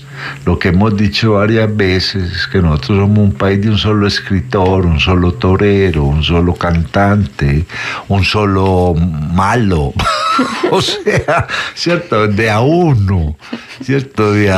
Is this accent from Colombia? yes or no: yes; Colombia; Que Colombia, nosotros somos colombianos por cédula, pero estamos, esto es un montón de paisitos juntos